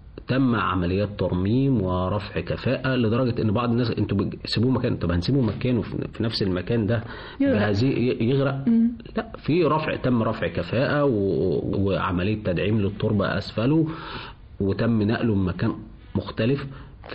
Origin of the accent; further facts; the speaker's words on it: Egypt; وإحنا عندنا كمصريين عندنا خبرة في الموضوع ده كويسة جدا جدا يعني